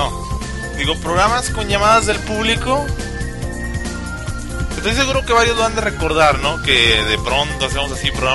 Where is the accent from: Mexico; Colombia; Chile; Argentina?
Mexico; viene como que somos de México.